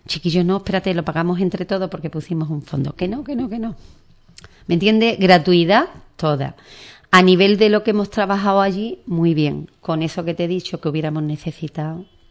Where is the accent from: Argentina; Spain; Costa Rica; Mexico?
Spain; Ubrique, Andalusia; feliz, satisfecha y satisfecha de mi pueblo, porque las que iban era gente de mi pueblo. Cuando llegamos nos fuimos corriendo a sacarnos una foto delante del cartel de Ubrique